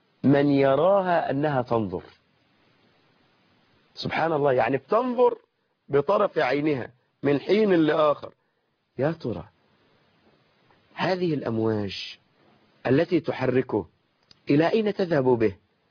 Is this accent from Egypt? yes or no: yes; Egypt; ونحن يعني كمصريين أو كعرف بيننا أن الرجل إذا تزوج المرأة